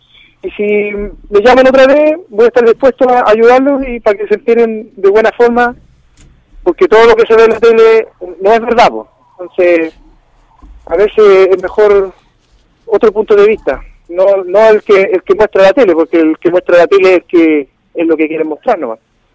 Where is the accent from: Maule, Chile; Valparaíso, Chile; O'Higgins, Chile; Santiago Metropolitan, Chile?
Valparaíso, Chile; La Ligua; born there; Yo nací en La Ligua, sí, nací en La Ligua.